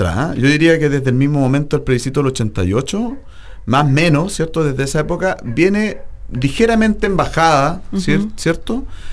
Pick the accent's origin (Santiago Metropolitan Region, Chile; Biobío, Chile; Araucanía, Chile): Biobío, Chile; Talcahuano; now in Valdivia, Chile; Estoy inscrito en Talcahuano.